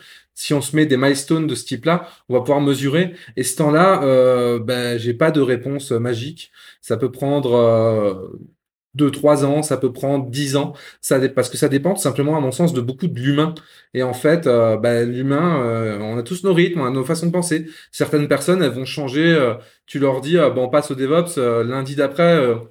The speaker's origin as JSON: {"language": "French", "region": "Grand Est", "country": "France", "said": "Moi, je suis Lorrain, mais oui, pas de Metz"}